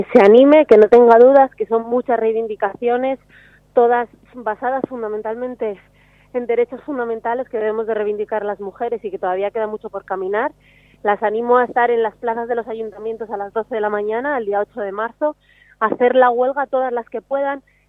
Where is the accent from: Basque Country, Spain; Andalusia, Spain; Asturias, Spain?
Asturias, Spain; Oviedo; A ver, yo soy de Oviedo